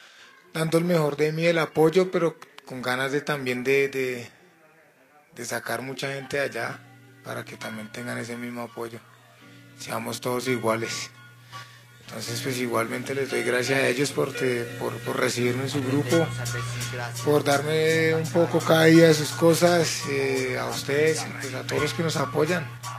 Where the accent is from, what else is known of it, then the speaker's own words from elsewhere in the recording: New York, United States; also born or lived in Colombia; Como él lo dijo, pues vengo del otro lado. Soy 100% colombiano, pero fui criado en Queens, en New York. Llegué hace 11 años por buen comportamiento.